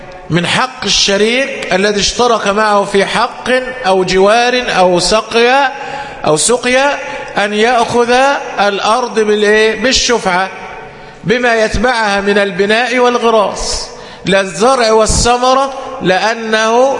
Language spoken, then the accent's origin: Arabic; Egypt; طبعا قد يكون عندنا في مصر لأننا نحكم بالقانون الوضعي